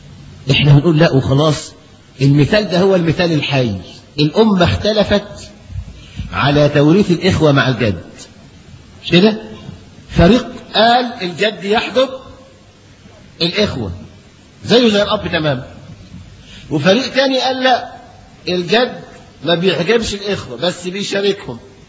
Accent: Egypt; لكن القانون عندنا في مصر

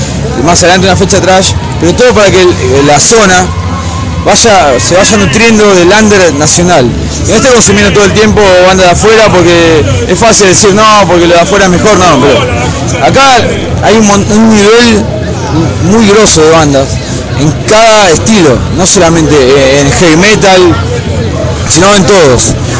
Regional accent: Buenos Aires Province, Argentina; nosotros somos todos de Virrey, San Fernando, Tigre y demás

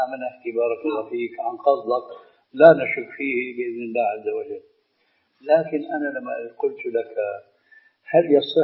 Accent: Syria; بس بدنا كما يقولون عندنا في الشام بدنا نصدق

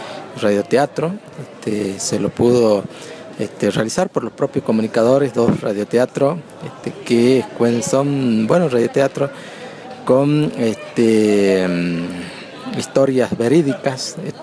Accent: Tartagal, Salta, Argentina; yo soy comunicador indígena del pueblo Nación Guaraní y vengo de Tartagal, Salta.

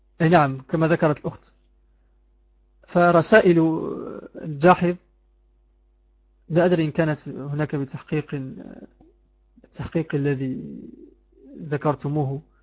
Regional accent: Morocco; نسيت كتاب يدرس عندنا في المغرب في السنة الأولى ثانوي أو الثانية ثانوي

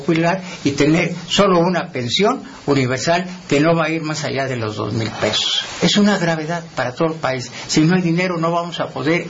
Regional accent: Mexico; Definitivamente los perjudicados somos solo los mexicanos.

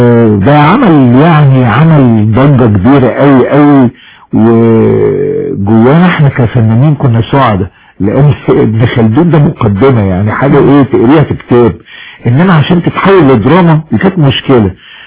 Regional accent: Alexandria, Alexandria Governorate, Egypt; now in Cairo, Egypt; جيت من اسكندرية علشان أركز نشاطي يعني فني في القاهرة، فجيت على تقريبا سنة 73.

